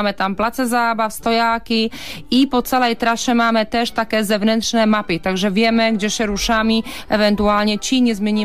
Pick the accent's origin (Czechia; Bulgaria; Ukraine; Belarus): Czechia; Moravia; bo ja pochodzę z Moraw, także to znam.